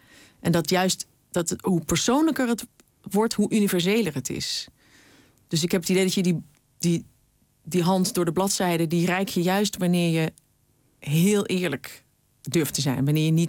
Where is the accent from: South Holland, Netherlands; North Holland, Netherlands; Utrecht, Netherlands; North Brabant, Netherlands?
Utrecht, Netherlands; waar ik vandaan kom, is nu weer paardenmarkt. Althans in Vianen dan, weet je wel, in het stadje wat grenst aan het dorp.